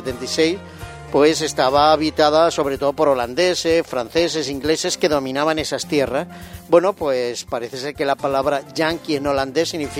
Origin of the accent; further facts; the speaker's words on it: Spain; porque somos españoles.